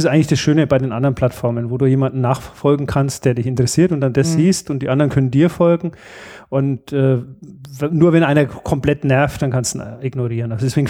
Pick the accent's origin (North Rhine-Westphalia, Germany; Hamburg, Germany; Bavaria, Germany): Bavaria, Germany; now in Upper Bavaria, Germany; Wir sind zwar Beutebayern, wir sind ja mal irgendwann erbeutet worden